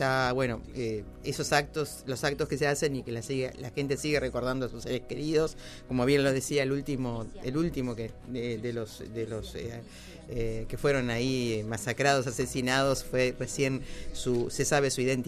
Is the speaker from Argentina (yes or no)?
yes; Argentina; a los cuales nosotros como argentinos no estábamos tan acostumbrados a vivirlo